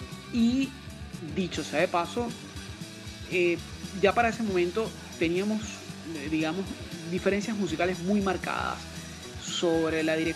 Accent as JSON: {"language": "Spanish", "country": "Venezuela", "said": "es una verdadera institución de la música en mi país, en Venezuela"}